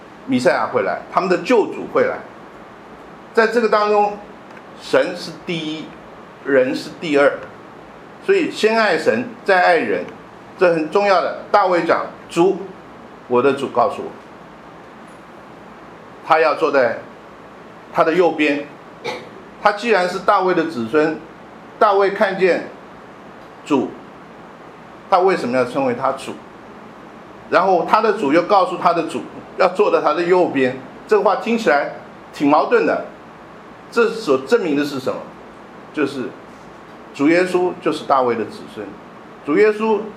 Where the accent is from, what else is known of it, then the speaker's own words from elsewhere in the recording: China; 我们中国人有句话，就会玩物怎么样，丧志，丧志，